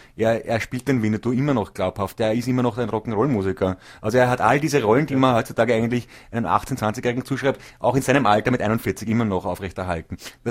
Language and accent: German; Vienna, Austria; born there; bin ich geboren in Wien 13, in frühen 60er Jahren.